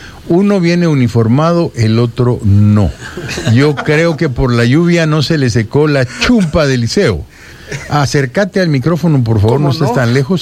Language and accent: Spanish; El Salvador; born there; soy salvadoreño, sí, por nacimiento, por decreto